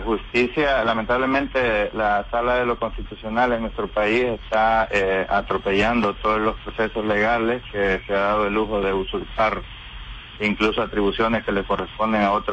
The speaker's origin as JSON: {"language": "Spanish", "country": "El Salvador", "moved": "yes", "said": "expresar nuestras inquietudes como comunidad salvadoreña en el exterior sobre los atropellos a la justicia en nuestro país."}